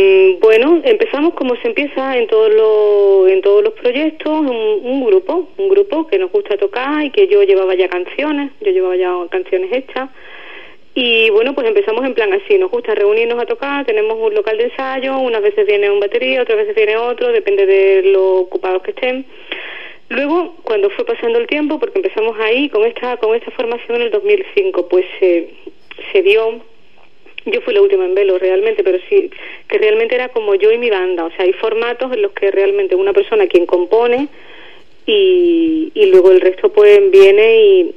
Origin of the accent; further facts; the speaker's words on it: Ubrique, Andalusia, Spain; es que es mi pueblo y el pueblo de mi familia y de mis amigos